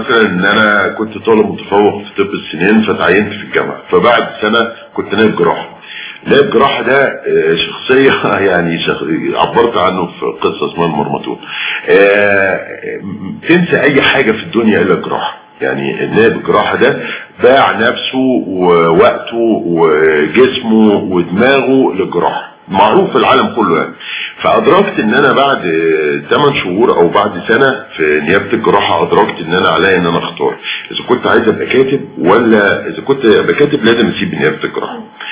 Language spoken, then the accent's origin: Arabic; Cairo, Cairo Governorate, Egypt; وبالتالي فانا ابن القاهرة